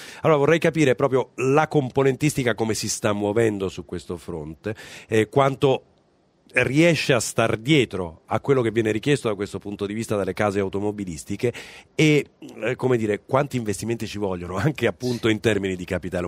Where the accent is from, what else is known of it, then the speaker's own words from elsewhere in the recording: Bevagna, Umbria, Italy; now in Milan, Italy; se i viaggi che mi faccio 6 volte all'anno per andare nel mio paese in Umbria, da Milano a Bevagna, che ci metto 5 ore